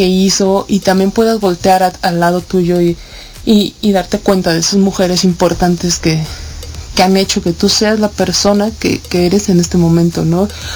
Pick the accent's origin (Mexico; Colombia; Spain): Mexico; Digo, nosotros como mexicanos seguimos utilizando el término malinchista de una manera despectiva.